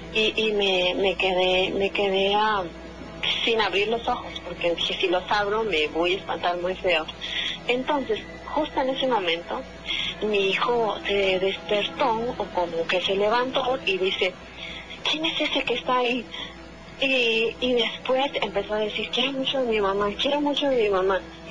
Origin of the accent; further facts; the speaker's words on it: Hidalgo, Mexico; cuando yo vivía en casa de mis papás, yo soy de Hidalgo. Vivía en casa de mis papás, yo era más chica.